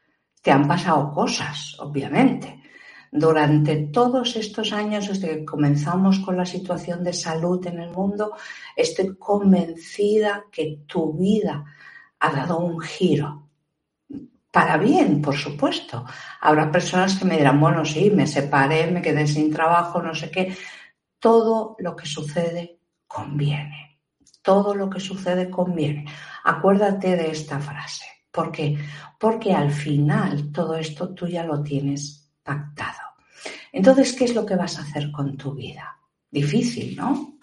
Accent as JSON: {"language": "Spanish", "country": "Spain", "said": "sobre todo aquí en España, en mi país, vergonzoso."}